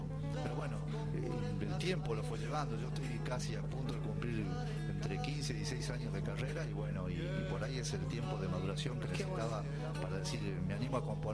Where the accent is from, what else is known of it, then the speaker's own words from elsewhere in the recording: Brinkmann, Córdoba, Argentina; mi zona, Brickman, Córdoba, de donde yo vengo, estamos no muy lejos de esa zona. De Santa Fe a 200 kilómetros, de Entre Ríos 200 y pico.